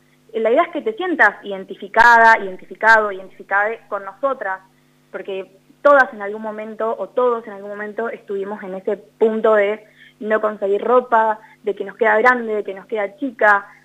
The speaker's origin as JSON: {"language": "Spanish", "town": "Macachín", "region": "La Pampa", "country": "Argentina", "said": "Sí, yo soy de Macachín, no de Santa Rosa."}